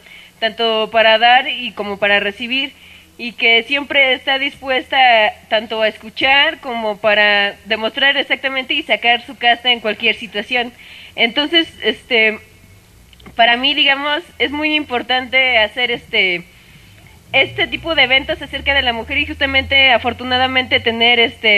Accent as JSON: {"language": "Spanish", "town": "Chicoloapan", "region": "State of Mexico", "country": "Mexico", "said": "Ya que yo no soy de esta comunidad, yo vengo de San Isidro, Chicoloapan."}